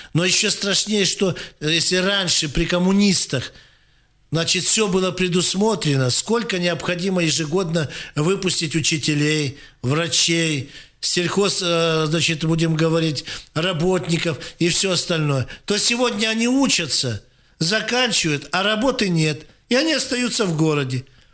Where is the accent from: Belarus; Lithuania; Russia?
Russia; Krasnoyarsk, Krasnoyarsk Krai; Мы красноярцы, сибиряки.